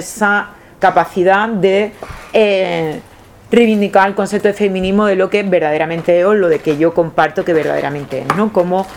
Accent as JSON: {"language": "Spanish", "town": "Seville", "region": "Andalusia", "country": "Spain", "said": "soy de aquí de Sevilla, soy abogada"}